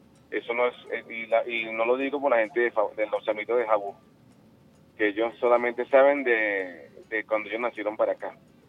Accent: Venezuela; Pero yo pregunto algo y yo quisiera saberlo, ¿no? O sea, como venezolano.

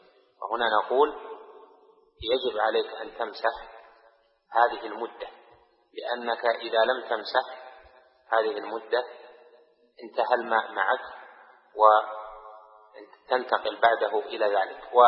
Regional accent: Riyadh, Riyadh Province, Saudi Arabia; يعني مثلا أنا من أهل الرياض، هذه وطني

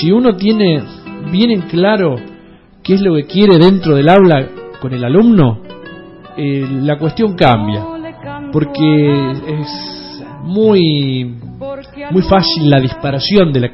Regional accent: Tucumán, Argentina; moved away as an adult; now in Santa Cruz, Argentina; soy tucumano y allá por el año 2002, por una cuestión laboral, decidí emigrar como muchos norteños, como nos caracterizan allá, emigrar a la provincia de Santa Cruz. Estoy ahí desde el 2002

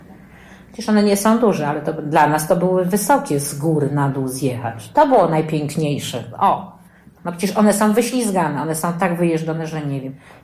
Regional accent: Sulejówek, Masovian Voivodeship, Poland; ja jestem z Sulejówka, urodziłam się w Sulejówku, nie w Warszawie.

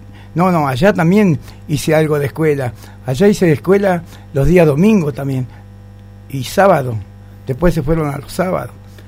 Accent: Gualeguay, Entre Ríos, Argentina; born there; Nací en Gualeguay, sí.

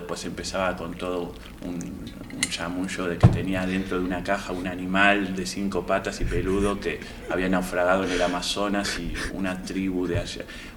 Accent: Uruguay; now in Argentina; Vengo de Uruguay en realidad

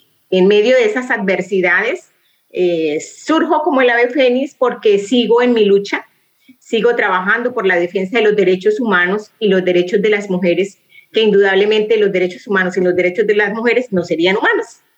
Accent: Barrancabermeja, Santander, Colombia; moved away; después de haber salido desplazada de Barranca Bermeja, mi ciudad natal, ciudad de la región del Magdalena Medio

